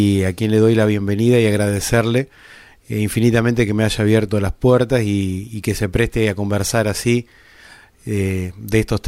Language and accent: Spanish; Carmen de Areco, Buenos Aires Province, Argentina; born there; Está vinculada al pueblo donde yo nací, a Carmen de Areco.